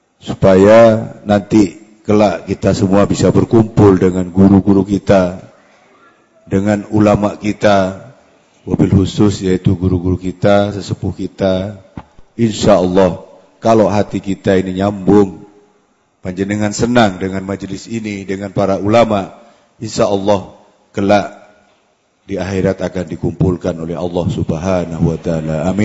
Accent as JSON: {"language": "Indonesian", "region": "East Java", "country": "Indonesia", "said": "Saya dari Madura"}